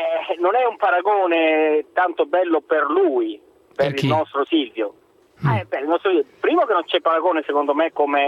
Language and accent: Italian; Calabria, Italy; moved away; perché poi io sono un calabrese trapiantato